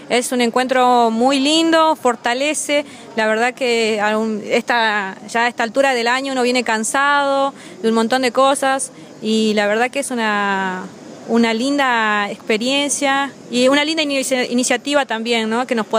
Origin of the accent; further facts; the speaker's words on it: Jujuy, Argentina; Vengo de la provincia de Jujuy, representando al Movimiento Nacional Campesino Indígena.